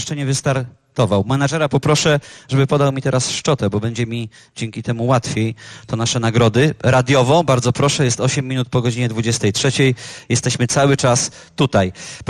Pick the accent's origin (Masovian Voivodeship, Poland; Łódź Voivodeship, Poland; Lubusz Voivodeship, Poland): Łódź Voivodeship, Poland; Łódź; ten zespół pochodzi z mojego rodzinnego miasta. Jak ja to zawsze mówię, trudny to teren, ale teren, w którym warto było się wychowywać, warto było się urodzić